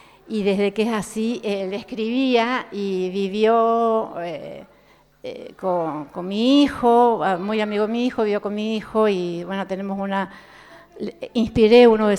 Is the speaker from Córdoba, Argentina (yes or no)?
yes; San Francisco, Córdoba, Argentina; 4 somos mujeres de San Francisco